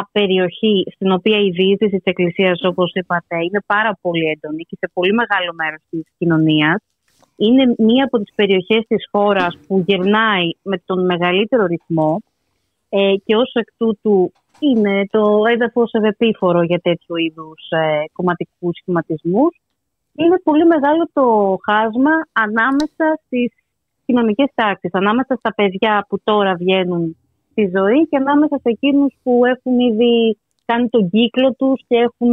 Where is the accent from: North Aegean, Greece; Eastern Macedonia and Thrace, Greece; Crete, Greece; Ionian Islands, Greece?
Ionian Islands, Greece; Corfu; Και στο νησί μου στην Κέρκυρα